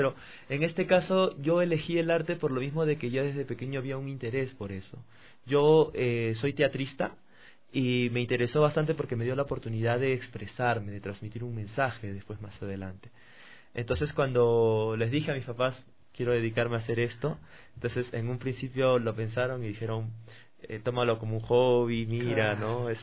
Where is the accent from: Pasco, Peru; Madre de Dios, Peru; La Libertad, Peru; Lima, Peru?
Lima, Peru; Sí, del distrito de Pueblo Libre.